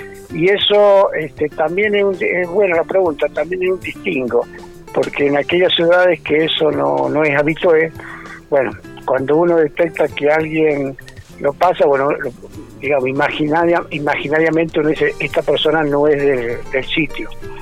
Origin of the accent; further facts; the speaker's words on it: San Juan, Argentina; Yo no soy de acá, soy sanjuanino